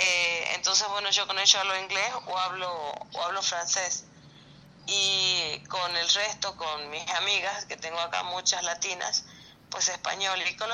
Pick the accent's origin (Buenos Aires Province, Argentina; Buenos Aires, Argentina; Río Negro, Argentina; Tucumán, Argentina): Tucumán, Argentina; moved away; also born or lived in Colombia; Y ya estoy fuera del país ya cumplí 21 años fuera del país.